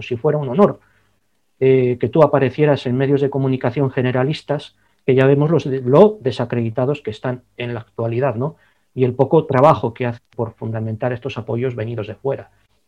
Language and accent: Spanish; Basque Country, Spain; Es algo que siempre he tenido muy presente como ciudadano vasco